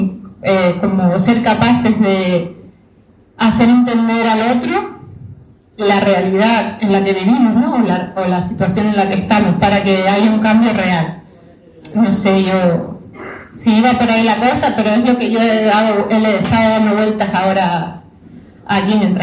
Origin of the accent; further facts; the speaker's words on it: Canary Islands, Spain; A ver, yo vengo de Canarias, ¿no?